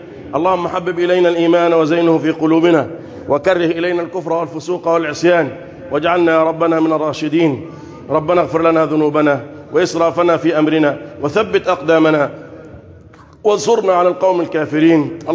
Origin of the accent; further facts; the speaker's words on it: Egypt; اللهم احفظ بلدنا مصر